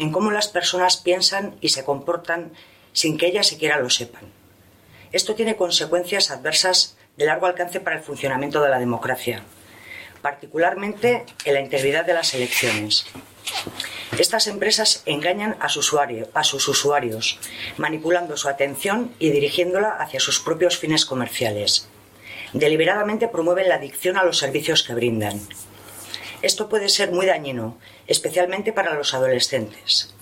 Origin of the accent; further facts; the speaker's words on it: Palencia, Castile and León, Spain; Vengo de Palencia